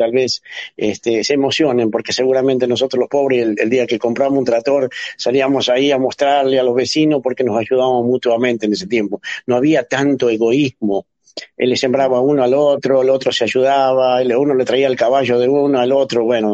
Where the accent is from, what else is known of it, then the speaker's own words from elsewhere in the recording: Caburé, Santiago del Estero, Argentina; a ustedes de nuestro querido Caburé que yo amo. Nunca me quise retirar de ahí, nunca quise abandonar mi pueblo